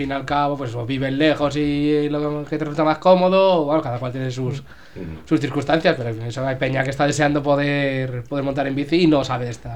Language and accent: Spanish; Pinto, Community of Madrid, Spain; voy a comentar de cómo es el carril bici de mi pueblo, de Pinto